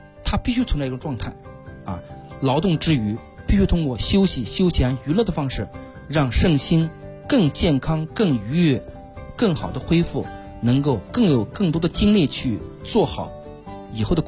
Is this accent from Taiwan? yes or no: no; China; 我们中国人啊在文化里边早就渗透着什么了？